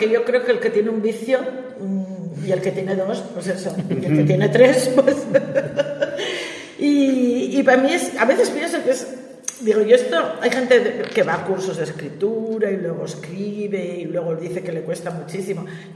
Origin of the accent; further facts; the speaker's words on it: Gijón, Asturias, Spain; Ni en la lancha de Cantelli, para los que somos de Gijón